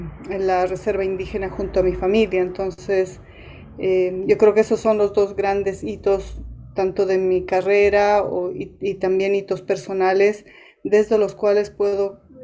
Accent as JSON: {"language": "Spanish", "country": "Bolivia", "said": "en este minuto no tengo una adscripción con una comunidad indígena, pero también asumiendo que como boliviana soy una mujer que tiene una herencia cultural indígena de parte de mis abuelos, como también tiene una herencia cultural hispana."}